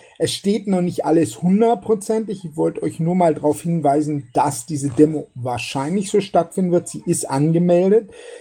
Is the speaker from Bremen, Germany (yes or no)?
no; Berlin, Germany; weil es würde uns auf alle Fälle als Berliner auch sehr gut tun